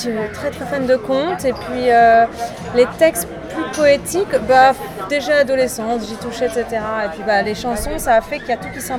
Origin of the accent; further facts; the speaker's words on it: Paris, Île-de-France, France; Alors, je me permets de corriger, je suis vraiment originaire de Paris.